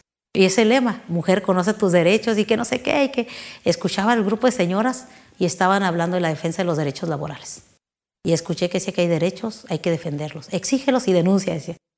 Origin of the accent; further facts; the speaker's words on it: Oaxaca, Mexico; now in Baja California, Mexico; soy originaria del estado de Oaxaca, soy de la Mixteca Baja, tengo 40 años viviendo aquí en Baja California